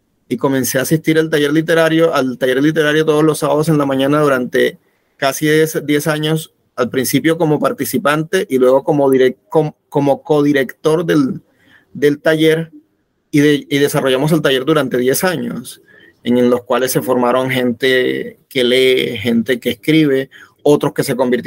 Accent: Ovejas, Sucre, Colombia; moved away as an adult; now in Cartagena, Colombia; Yo soy de Ovejas, Sucre. Yo soy de un pueblo de Sucre, cercano a Sincelejo, que se llama Ovejas. Y bueno, allá me crié, me formé en Sincelejo

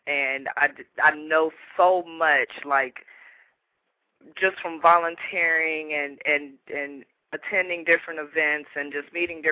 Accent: Dayton, Ohio, United States; born there; also born or lived in Louisville, United States; now in Jacksonville, United States; Okay, well, I'm 28. I just recently moved to Jacksonville in September. Originally, I was born in Dayton, Ohio, but I moved to Louisville.

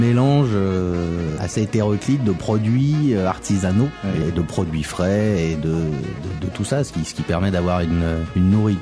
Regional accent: Lyon, Auvergne-Rhône-Alpes, France; je suis un Gaune, comme on dit, je suis un lyonnais d'origine, né à Lyon.

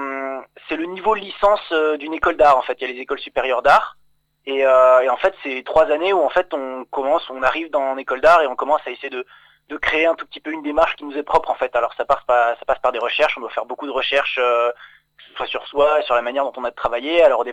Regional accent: Île-de-France, France; moved away as an adult; now in Épinal, France; En fait, au départ, je viens de Seine-et-Marne, du côté de Fontainebleau.

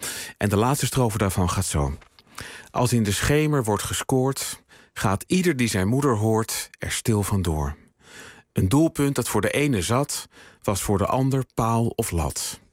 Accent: Utrecht, Netherlands; Nee, weet je, ik kom uit Utrecht.

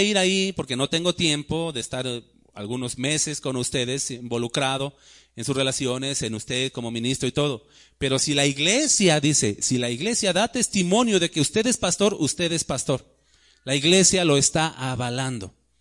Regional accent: Mexico City, Mexico; Pues yo vengo de México, es más, soy chilango, ¿no?

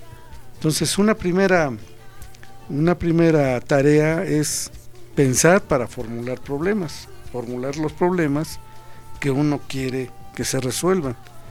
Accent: Mexico; Decimos, unos son canadienses, otros son estadounidenses, otros somos mexicanos.

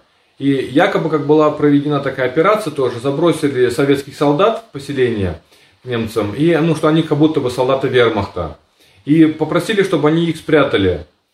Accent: Siberia, Russia; born there; Вот почему, к примеру, я родился в Сибири? Да, потому что моего деда и их семью вообще в целом депортировали с Волги в Сибирь, забрали все имущество. Кстати, немцы, это были немцы Поволжья

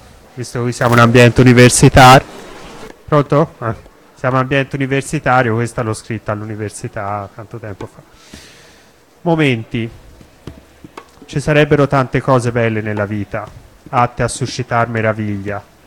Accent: Florence, Tuscany, Italy; io sono nato qui a Firenze, sono qui fiorentino, però mi sento cosmopolita, cittadino del mondo.

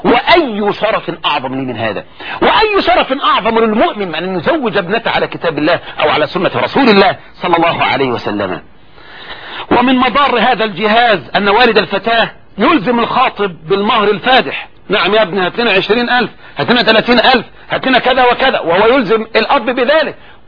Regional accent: Egypt; طبعا هذا عندنا في مصر، وان كان الحمد لله قل الان

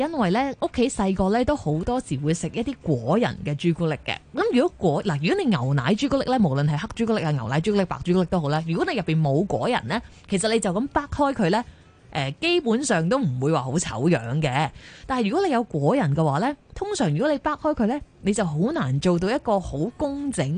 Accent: China; 因为你知我哋中国人有时都会觉得好燥热啊

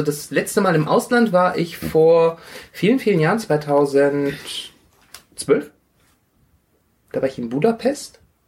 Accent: Rhineland, Germany; now in Stuttgart, Germany; Ich bin aus dem Rheinland nach Schwaben migriert.

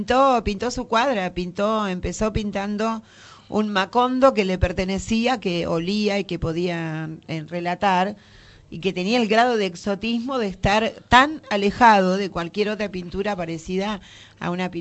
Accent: Argentina; todo el tiempo hemos estado hablando de cómo somos los argentinos mucho más que de la literatura.

